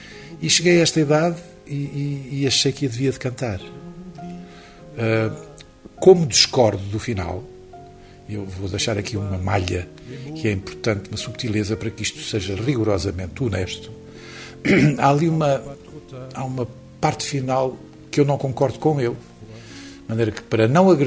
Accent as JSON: {"language": "Portuguese", "region": "Lisbon", "country": "Portugal", "said": "Nós somos de Lisboa."}